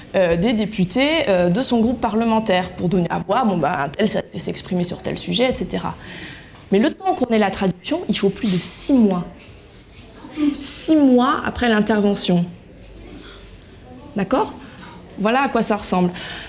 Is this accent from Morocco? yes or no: no; France; pour nous c'est plus facile à dire quand on est français parce qu'on a un poids économique important dans l'Union européenne.